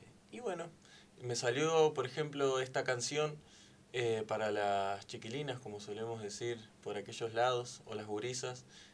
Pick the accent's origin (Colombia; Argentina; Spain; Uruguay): Uruguay; soy de Uruguay.